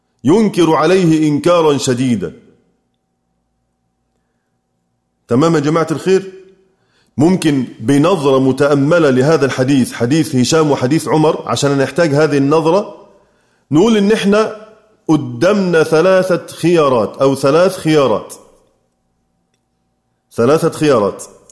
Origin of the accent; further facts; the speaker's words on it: Egypt; هل أستطيع أنا كمصري إني أقول إني أحيط بكل معاني كلمات على أقل بلدي؟